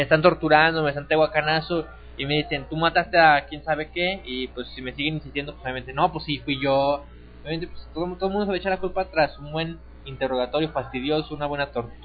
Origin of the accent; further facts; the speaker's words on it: Mexico; Somos mexicanos, tenemos que saber hablar bien inglés.